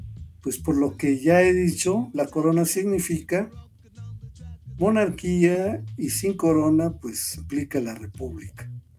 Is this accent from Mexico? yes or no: yes; Mexico; tenemos ya como mexicanos, o eso que hemos construido como historia de México, tenemos una bandera que utilizó Hidalgo